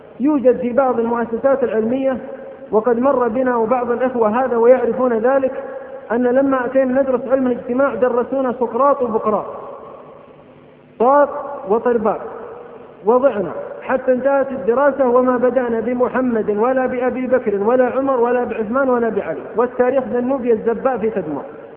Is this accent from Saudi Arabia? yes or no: yes; Abha, Asir, Saudi Arabia; مثل ما سأل أحد العلماء عندنا في أبها